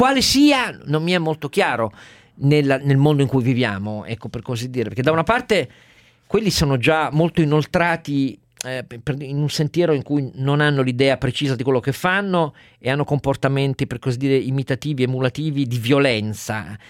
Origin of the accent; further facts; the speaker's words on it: Turin, Piedmont, Italy; la vecchia minaccia che ci illustravano quando ero piccolo a Torino